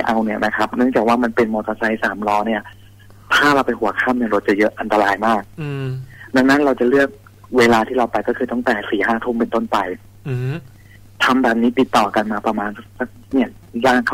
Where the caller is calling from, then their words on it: Nonthaburi, Thailand; ตอนนี้อยู่ที่จังหวัดนนท์ครับ